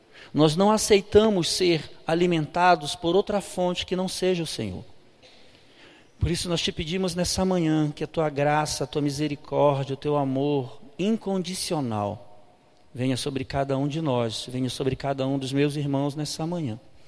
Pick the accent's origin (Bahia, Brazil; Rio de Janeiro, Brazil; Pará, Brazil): Pará, Brazil; Belém; eu sou natural de Belém do Pará